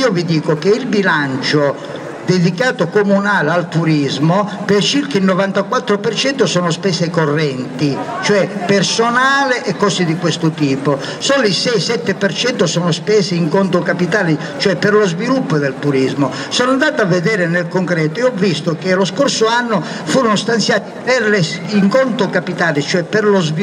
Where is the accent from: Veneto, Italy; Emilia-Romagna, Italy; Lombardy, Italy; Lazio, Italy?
Lombardy, Italy; Milan; mi hanno chiesto da dove vieni, ho detto da Milano